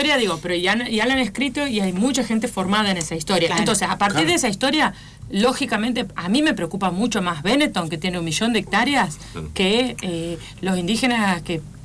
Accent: Santiago del Estero, Argentina; porque soy Santiago del Estero

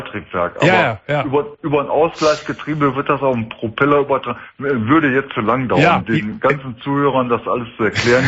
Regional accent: Essen, North Rhine-Westphalia, Germany; ich komme aus der Stadt Essen.

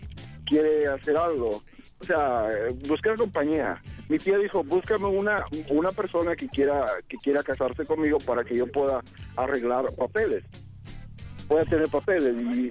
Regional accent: Acapulco, Guerrero, Mexico; recordando el México. Yo soy de Acapulco.

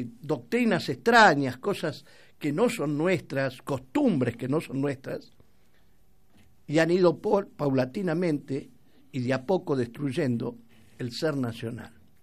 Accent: Argentina; Y como somos argentinos, estaba pensado para nosotros, los argentinos

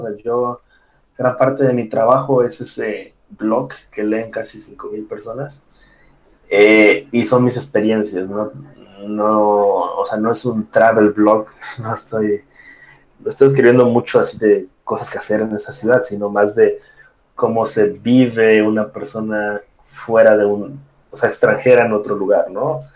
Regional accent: Tabasco, Mexico; born there; also born or lived in Puebla; nací en Tabasco y luego yo estudié en la ciudad de Puebla, que es increíble, y estaba viajando por varias partes, por Cancún, muchas partes de México

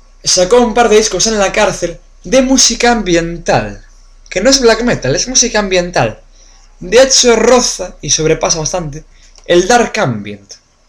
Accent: Spain; Y yo me acuerdo de verlo de pequeño en la tele en España, el juicio más mediático de la historia de Noruega.

